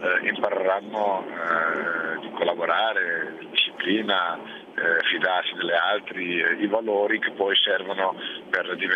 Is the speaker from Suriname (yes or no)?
yes; Suriname; nel mio paese, Suriname